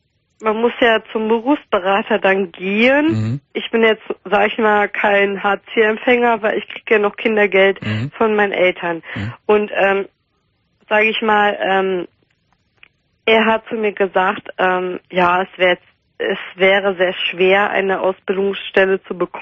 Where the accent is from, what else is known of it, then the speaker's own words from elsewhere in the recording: Rhineland-Palatinate, Germany; Ich komme ja aus dem Rheinland-Pfalz eigentlich, also Ja, aus einer großen Stadt in Rheinland-Pfalz. Es ist in der Nähe von NRW, aber auch nicht weit weg.